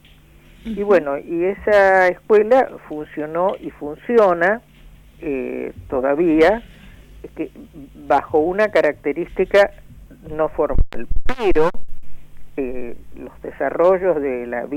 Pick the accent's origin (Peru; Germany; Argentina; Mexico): Argentina; Cuando decimos los argentinos no somos los porteños solamente